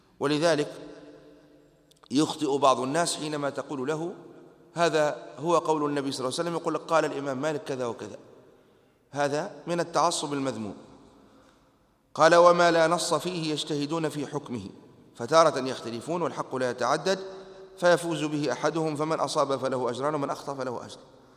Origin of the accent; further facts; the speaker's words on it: Tunisia; في برامج التعليم عندنا في تونس كانت المادة التي ندرسها هي مادة التربية